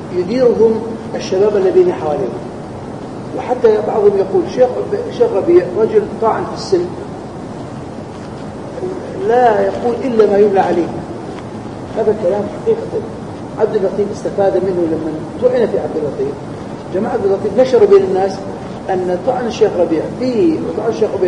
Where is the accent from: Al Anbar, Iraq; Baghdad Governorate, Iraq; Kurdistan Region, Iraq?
Kurdistan Region, Iraq; مثل عندنا في كردستان صار عندهم هذا الشيء رأسا فتح عليهم